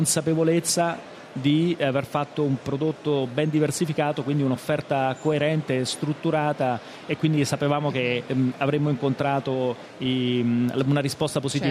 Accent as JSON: {"language": "Italian", "town": "Rome", "region": "Lazio", "country": "Italy", "said": "io lo dico da romano"}